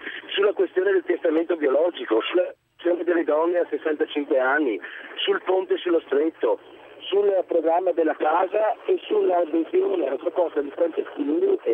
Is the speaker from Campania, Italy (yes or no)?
no; Venice, Veneto, Italy; 51 anni, sono di Venezia.